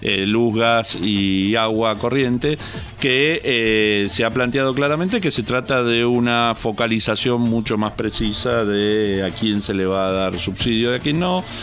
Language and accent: Spanish; Buenos Aires, Argentina; born there; Yo soy porteño de nacimiento y tomo el subte una vez cada muerte obispo.